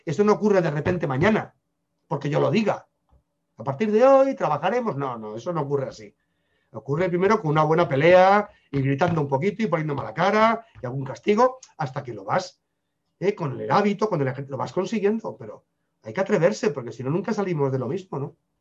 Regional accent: Spain; Pasa que soy español, somos regañones.

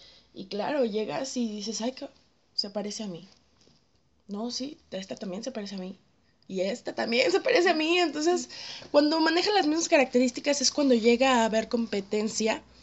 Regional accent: Guadalajara, Jalisco, Mexico; Yo soy de ahí, estoy totalmente enamorada de mi tierra

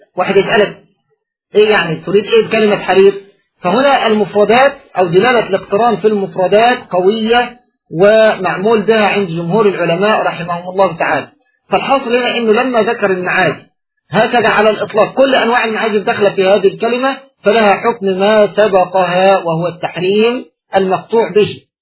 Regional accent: Egypt; كما هو موجود فيما يعرف عندنا في مصر بالطار البلدي

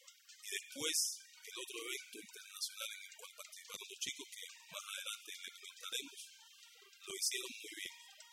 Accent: Cuba; Por muchos años practiqué en mi país, deporte de remo.

